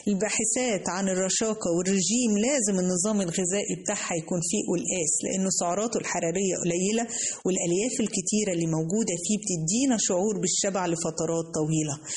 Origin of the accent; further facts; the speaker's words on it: Egypt; إحنا كمصريين اتفننا في عمل القلقاس، عملناه أخضر وعملناه أحمر